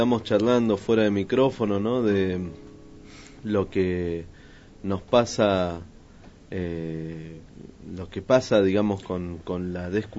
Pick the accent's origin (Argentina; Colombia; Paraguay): Argentina; Yo no soy gringo. Soy argentino, de acá, al ladito nomás.